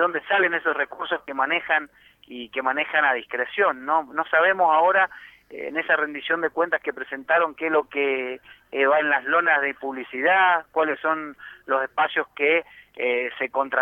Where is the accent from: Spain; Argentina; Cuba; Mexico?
Argentina; Chilecito; lo que nosotros conocíamos allá en mi pueblo, en Chilecito, como el circo criollo, ¿no?